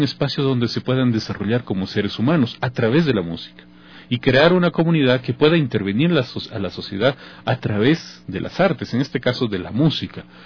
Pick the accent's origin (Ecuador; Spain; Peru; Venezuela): Ecuador; Loja; de mi ciudad natal, de Loja, y pude terminar la carrera como pianista 10 años después en este hermoso conservatorio